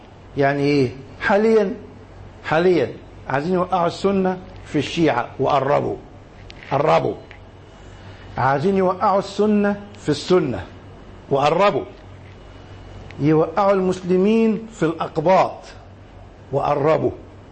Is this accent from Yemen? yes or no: no; Egypt; خلينا نتكلم على بلدنا مصر، نركز على مصر